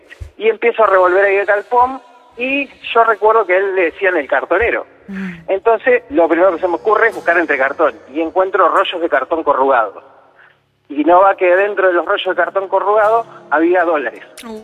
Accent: José C. Paz, Buenos Aires Province, Argentina; also born or lived in San Miguel; San Miguel, José Paz, en realidad.

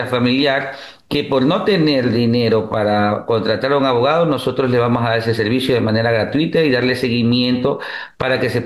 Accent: Ecuador; esa hermandad que debemos vivir como ecuatorianos, eso es hacer patria

